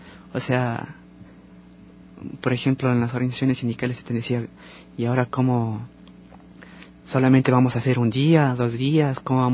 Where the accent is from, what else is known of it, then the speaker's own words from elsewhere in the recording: Ecuador; la experiencia que tenemos nosotros como ecuatorianos